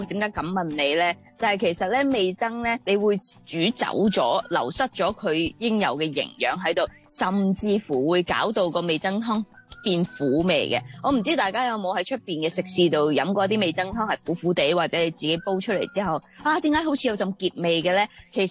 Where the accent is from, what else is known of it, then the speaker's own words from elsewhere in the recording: Hong Kong; 即系我哋香港人饮汤，即系讲真好少可会系有一啲一樽嘅一啲酱滗落去煲汤噶嘛